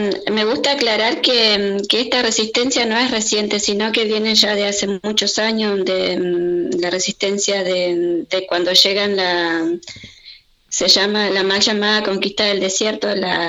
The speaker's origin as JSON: {"language": "Spanish", "region": "Río Negro", "country": "Argentina", "said": "está ubicada en la naciente del río Chubut. Si bien es la naciente del río Chubut, pertenece a la provincia de Río Negro."}